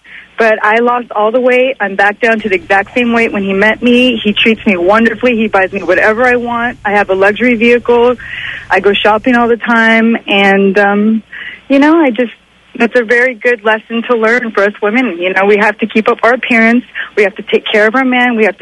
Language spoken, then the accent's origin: English; Lima, Peru; I am from Lima, Peru.